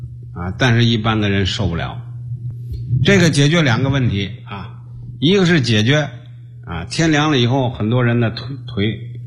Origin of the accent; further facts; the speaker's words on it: China; 啊，就说那这个 患痔疮的在我们中国人非常普遍啊，非常普遍。